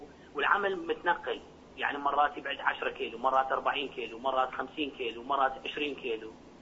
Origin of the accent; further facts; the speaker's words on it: Hillah, Babylon Governorate, Iraq; يعني مثلا أنا من الحلة إذا أروح الكربلة أصلي تمام